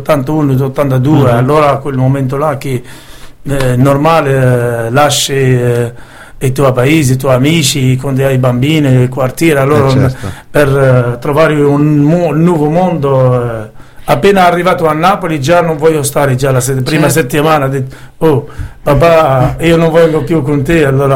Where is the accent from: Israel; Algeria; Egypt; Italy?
Algeria; Biskra, Biskra Province; born there; Italian is a second language; Sono nato in piccola villa che si chiama Biskra, uh-huh. E si trova nel portiere di deserto dell'Algeria. Ah. La frontiera tra il nord e il sud dell'Algeria, e è una città che si chiama Biskra